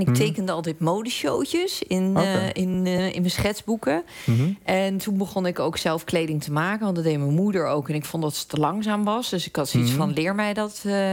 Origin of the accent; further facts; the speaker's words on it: Hendrik-Ido-Ambacht, South Holland, Netherlands; Ik ben opgegroeid in Hendrik Ido Ambacht.